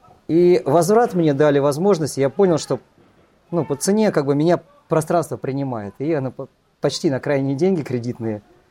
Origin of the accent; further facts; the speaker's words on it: Moscow, Russia; я родом из Москвы, мне 41 год.